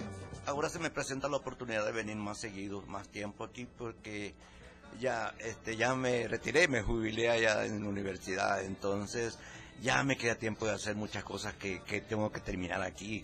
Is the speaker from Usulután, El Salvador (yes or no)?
yes; Jucuapa, Usulután, El Salvador; Me descubrió en Jucuapa, yo soy de Jucuapa.